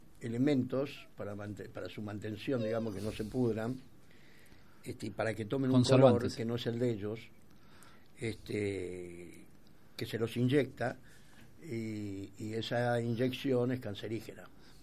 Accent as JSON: {"language": "Spanish", "country": "Argentina", "said": "Bueno, así somos los argentinos."}